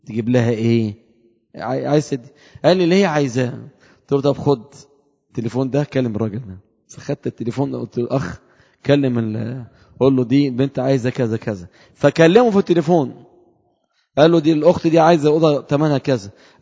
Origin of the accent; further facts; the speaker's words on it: Upper Egypt, Egypt; انا صعيدي شويه في الكلام